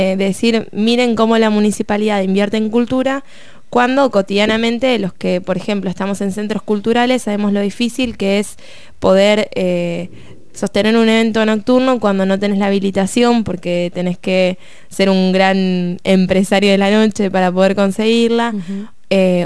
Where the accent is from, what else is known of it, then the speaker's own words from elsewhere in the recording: La Plata, Buenos Aires Province, Argentina; por lo menos los que somos de acá de La Plata